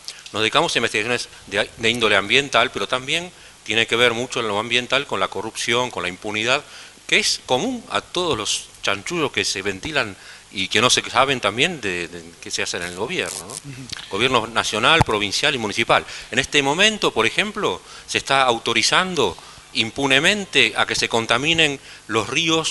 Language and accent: Spanish; Buenos Aires, Argentina; Yo vengo de Buenos Aires